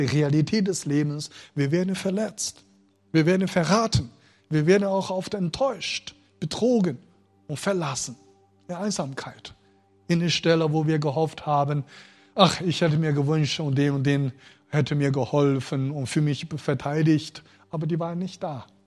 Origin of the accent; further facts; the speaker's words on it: China; German is a second language; Besonders chinesische Christen. Also die Chinesen sind, ich würde sagen, also mein Volk hatte die Gabe, geduldig zu sein.